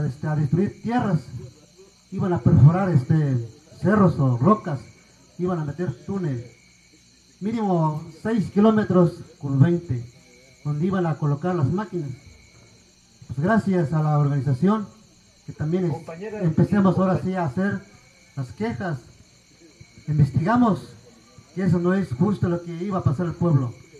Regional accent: Puebla, Mexico; También les voy a compartir a lo que estaba sucediendo allá en mi pueblo, como de Puebla.

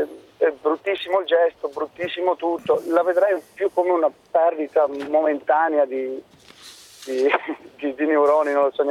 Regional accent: Vicenza, Veneto, Italy; sono di Vicenza

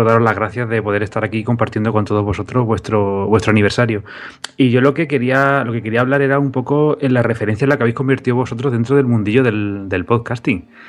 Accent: Badajoz, Extremadura, Spain; somos gente que estamos en Extremadura, somos de Badajoz

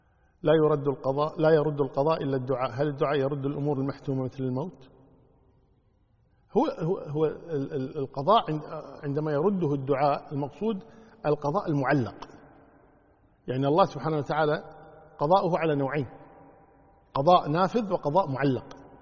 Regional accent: Kuwait; والله إذا كان عندنا في الكويت تروح الوزارة تكلمهم

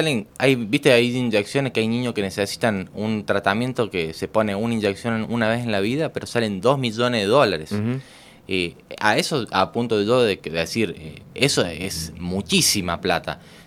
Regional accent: Córdoba, Argentina; born there; now in Unquillo, Argentina; Yo nací en Córdoba. Ajá. Pero mis últimos años, hace más o menos 30 años, vivo uh-huh. acá. He vivido en Saldán, uh-huh. en Villa Allende. Hoy día estoy viviendo en Unquillo. Uh-huh. Pero siempre por acá, por la zona.

